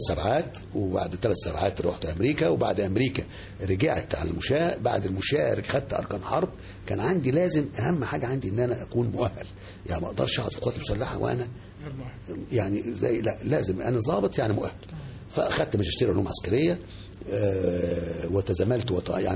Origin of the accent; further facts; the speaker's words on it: Egypt; الحمد لله كنت كل مكان بروحه ببقى انا مصري لازم ببقى كاني سفير لبلدي